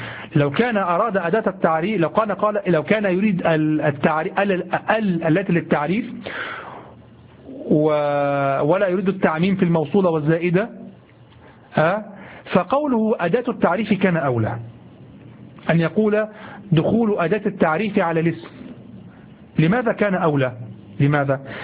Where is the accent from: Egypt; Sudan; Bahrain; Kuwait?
Egypt; accent: Egyptian Arabic; نحن نقول امبارح في لهجتنا المصرية الدارجة العامية، نقول امبارح.